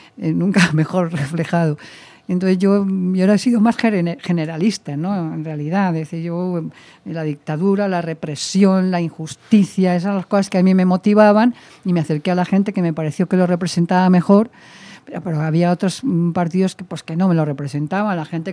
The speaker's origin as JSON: {"language": "Spanish", "town": "Valencia", "region": "Valencian Community", "country": "Spain", "tie": "born there", "said": "nací en Valencia porque mi padre estaba destinado como catedrático allí"}